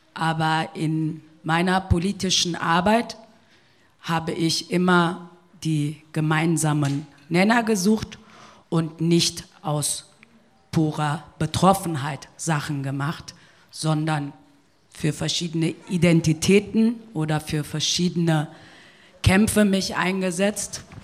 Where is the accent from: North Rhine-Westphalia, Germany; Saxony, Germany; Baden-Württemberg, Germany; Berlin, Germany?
North Rhine-Westphalia, Germany; Siegen; Ich bin in Deutschland geboren, in Nordrhein-Westfalen, in einer kleinen Stadt namens Siegen, auch 1978. Und ich bin in Deutschland aufgewachsen